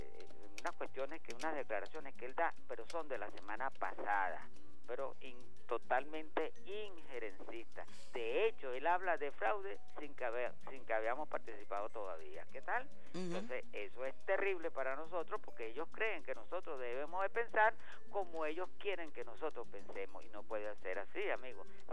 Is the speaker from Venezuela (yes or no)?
yes; Venezuela; Yo lo hago como venezolano